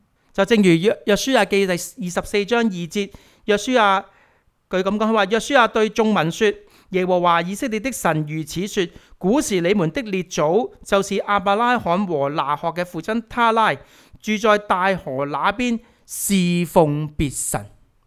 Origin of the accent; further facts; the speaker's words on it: China; 我哋中国人咁讲